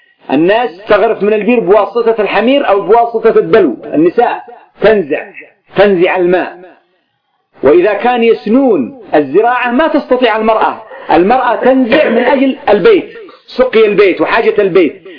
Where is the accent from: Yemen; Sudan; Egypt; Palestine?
Yemen; عندنا في اليمن هنا في بلادي يقولون: اليوم سنذهب نسني، عندي نسني الماء، نسني الزراعة.